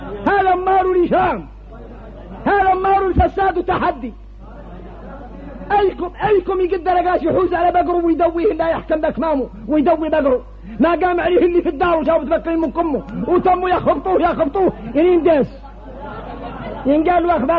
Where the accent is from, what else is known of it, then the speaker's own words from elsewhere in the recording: Mauritania; احنا موريتاني